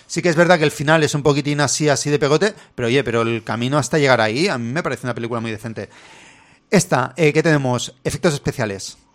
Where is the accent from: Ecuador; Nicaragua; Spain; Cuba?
Spain; como somos españoles, de vez en cuando tenemos que soltar un... Porque yo cuando hablo inglés, no sé hablar inglés.